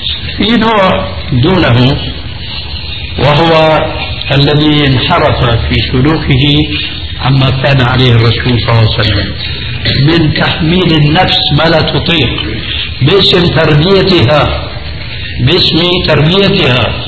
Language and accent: Arabic; Syria; تلقفها بعض العامة عندنا في سوريا